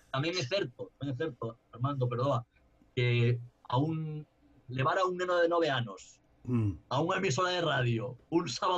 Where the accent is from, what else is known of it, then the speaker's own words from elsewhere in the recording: Barcelona, Catalonia, Spain; eu como sabedes, son de San Andreu, en Barcelona